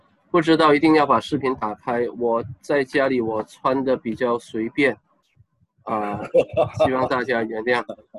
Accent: Malaysia; 我来自马来西亚，我是马来西亚中学语文老师，我2009年也毕业于北大中文系。

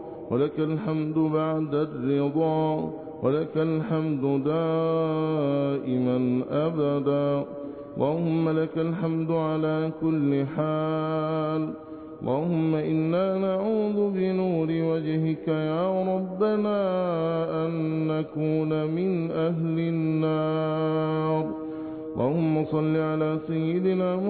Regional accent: Egypt; اللهم احفظ بلادنا مصر بحفظك وارعها برعايتك

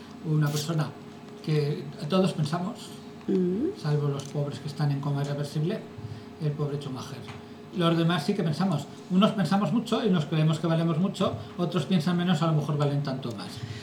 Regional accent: Zaragoza, Aragon, Spain; born there; Yo nací en Zaragoza.

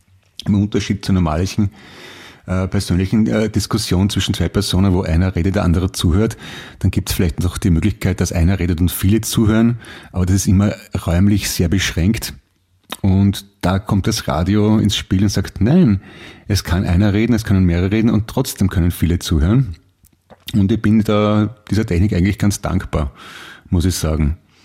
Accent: Germany; Ja, bei uns in Deutschland, vor allem über die Grenze in Bayern, können wir

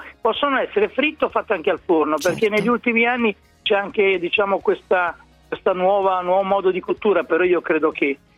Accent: Emilia-Romagna, Italy; Dalle mie parti si chiamano frappe

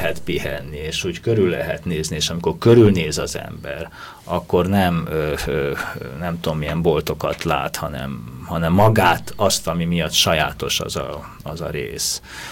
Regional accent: Budapest, Hungary; akik itt Budapesten nőttünk föl

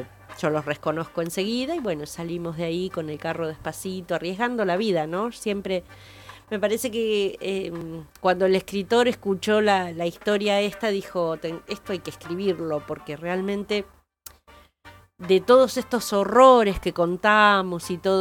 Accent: Olavarría, Buenos Aires Province, Argentina; soy de Olavarría, estamos acá de paseo porque los chicos son parientes nuestros

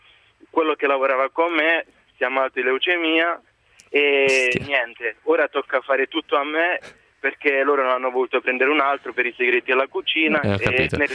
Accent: Basilicata, Italy; moved away as an adult; now in Florence, Italy; Dalla Basilicata.

